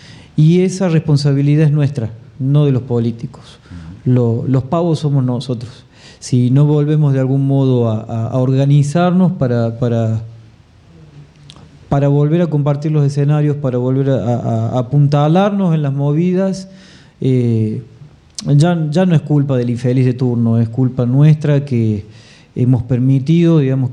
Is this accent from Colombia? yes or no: no; Córdoba, Argentina; Bueno, nací en la ciudad de Córdoba. Nací en el barrio de San Vicente, el mítico barrio de San Vicente. Ahí viví hasta los 5 años más o menos. Me fui a vivir a Barrio General Paz.